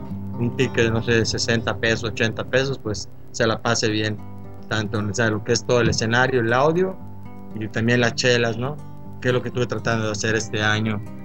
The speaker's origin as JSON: {"language": "Spanish", "town": "Cozumel", "region": "Quintana Roo", "country": "Mexico", "said": "Y como te lo digo, soy de Cozumel."}